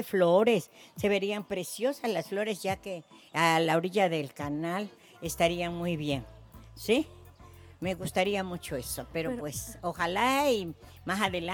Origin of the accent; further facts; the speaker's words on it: Veracruz, Mexico; pues aquí pues yo llegué a vivir, vengo del estado de Veracruz donde es mucha vegetación